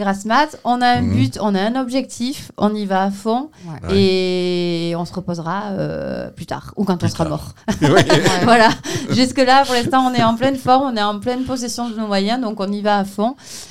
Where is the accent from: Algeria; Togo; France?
France; Vielle-Saint-Girons, Nouvelle-Aquitaine; moi en plus, je suis originaire du Vielle-Saint-Girons, donc je connais beaucoup de monde.